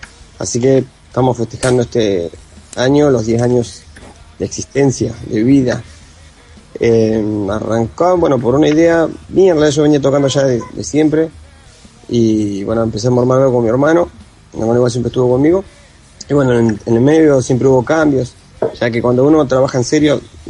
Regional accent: Río Gallegos, Santa Cruz, Argentina; somos de Río Gallegos, Santa Cruz, del sur de la República.

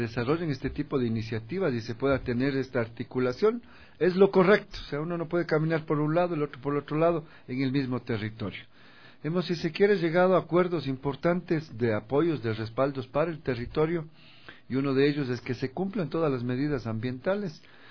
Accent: Ecuador; creo que necesitamos como ecuatorianos, ecuatorianas, tener estos referentes positivos

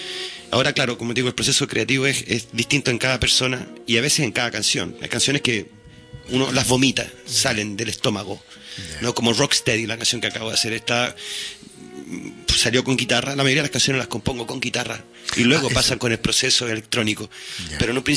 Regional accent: Santiago, Santiago Metropolitan, Chile; Yo también soy santiaguino y estudié pedagogía en educación musical en Playa Ancha.

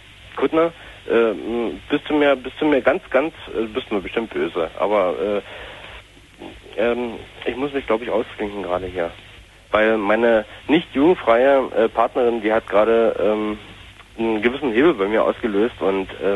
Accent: Cottbus, Brandenburg, Germany; Na, ich bin eigentlich aus Cottbus.

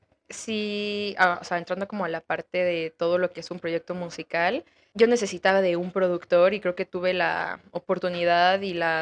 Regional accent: Mexico City, Mexico; crecí en la Ciudad de México, entonces soy una mezcla de muchas cosas y eso también se ve en mi música.

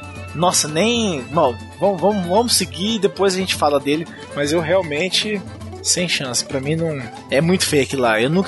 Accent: Paraná, Brazil; Ó, nós somos paranaense, hein?

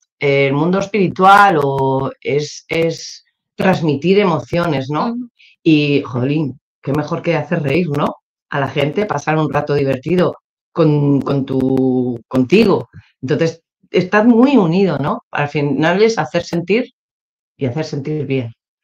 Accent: Navarre, Spain; con 18 me fui a vivir ya a Pamplona, a la ciudad. Y luego con 21 me fui a Barcelona.

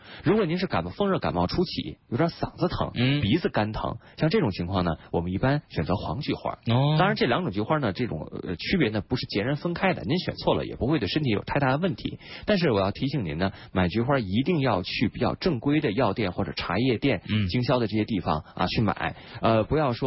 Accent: Beijing, China; 这三种里边呢，咱们北京人比较熟悉的其实是马齿苋。

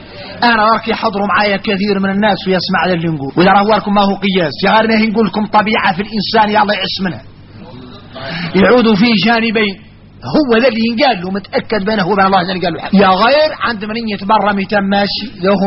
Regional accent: Mauritania; هذا كثير فينا احنا موريتاني

